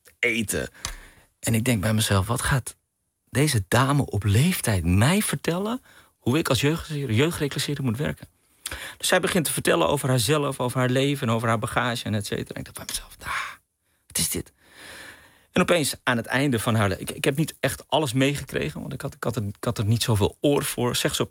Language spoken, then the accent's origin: Dutch; Amsterdam, North Holland, Netherlands; born there; Mijn moeder is Surinaamse Hindoestaans, mijn vader is Pakistaans. Ze hebben elkaar ontmoet in Amsterdam. En ik ben geboren in Amsterdam.